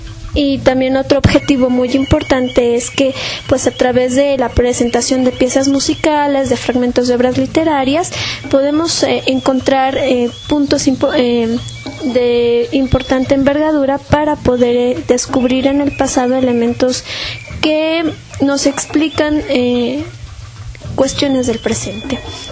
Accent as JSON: {"language": "Spanish", "country": "Mexico", "said": "somos mexicanos porque tenemos ciertos elementos que la historia nos ha ofrecido"}